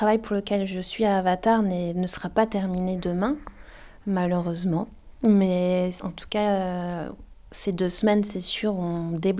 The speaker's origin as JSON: {"language": "French", "country": "France", "said": "en tant que Française, en tant que blanche"}